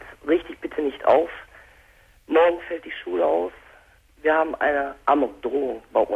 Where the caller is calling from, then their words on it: Kevelaer, North Rhine-Westphalia, Germany; Und ich komme aus Kevela.